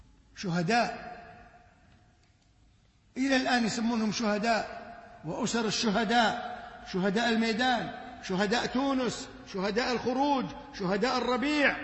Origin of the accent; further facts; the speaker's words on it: Kuwait; بل عندنا في الكويت بقول لكم قصة أغرب ما أغرب من الخيال